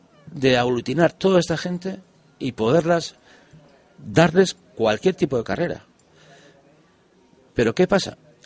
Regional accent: Hernani, Basque Country, Spain; Mi tierra, mira, acabo de estar, ahora he pasado el mes de julio allí. Y la verdad, en mi pueblo, que soy de Hernani, hay dos calles importantísimas.

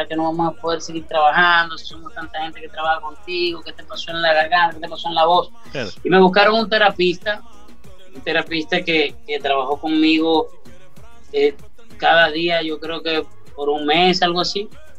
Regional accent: Venezuela; Entonces me aboqué a la labor social en mi país, Venezuela

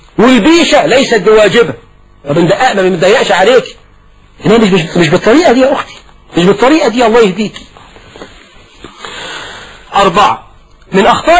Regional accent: Egypt; زي عندنا في مصر في الريف والصعيد،

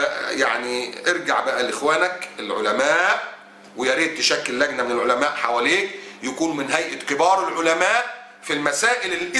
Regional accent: Egypt; طالع واحد رئيس الصليبيين هناك عندنا في مصر وبيقول بالنص كده

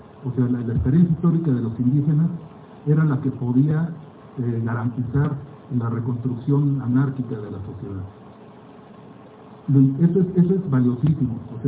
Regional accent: Mexico City, Mexico; now in Oaxaca, Mexico; por mi aspecto, se pueden dar cuenta que no soy oaxaqueño, yo soy chilango, antropólogo por la ENA, que por causa de un extraño tsunami en 1980 me fui a Oaxaca y no regresé. Allá, desde ayer, desde entonces estoy allá.

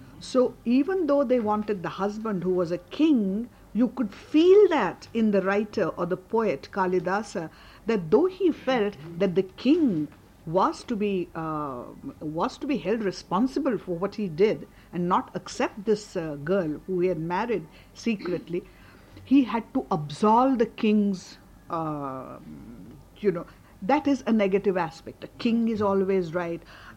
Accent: India; when I went there as an Indian, it took me marathon effort to drain myself of my association

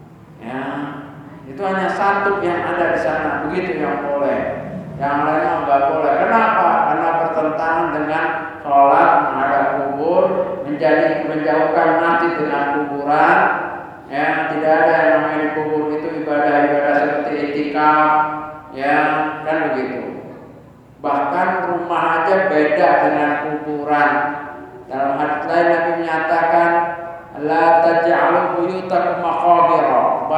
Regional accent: Jakarta, Indonesia; Saya lahir di Bendungan Hilir, besar di Karetengsin, ngambil dulu dari Tanah Abang.

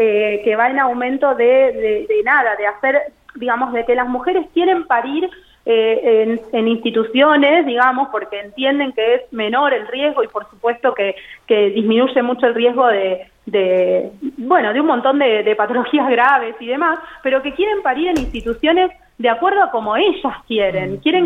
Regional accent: Buenos Aires, Argentina; yo soy de Buenos Aires, me mudé acá hace unos años, sí. Hice toda mi formación y mi residencia en un hospital del conurbano, en Buenos Aires

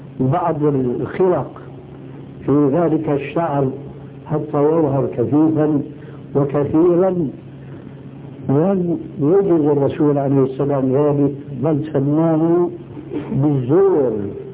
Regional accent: Syria; وفي كثير من البلاد عندنا في سوريا

